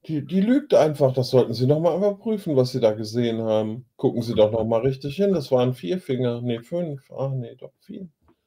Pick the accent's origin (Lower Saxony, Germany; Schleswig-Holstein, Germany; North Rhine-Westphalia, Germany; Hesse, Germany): North Rhine-Westphalia, Germany; Solingen, Stadt der Klingen. Die Artikel schreiben sich praktisch von selbst. Ich bin da in der Nähe groß geworden.